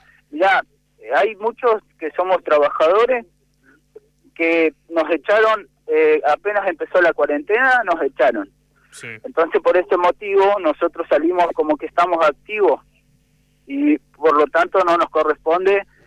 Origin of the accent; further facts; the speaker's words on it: Neuquén, Argentina; a nosotros los neuquinos nos echó todo.